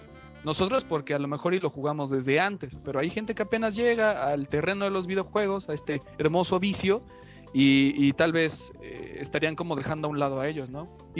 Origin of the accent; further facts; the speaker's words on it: Mexico; La verdad es de que como mexicanos, en 2005, yo empecé a jugar